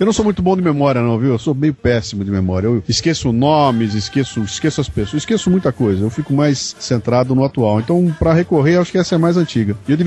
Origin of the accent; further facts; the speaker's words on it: Bauru, São Paulo, Brazil; now in São Paulo, Brazil; Mas eu moro em São Paulo já há muito tempo, cara. Eu saí de Bauru com 19 anos e vim pra São Paulo, eu tô com 55, então faço a conta, né? Eu sou muito mais paulistano hoje do que sou bauruense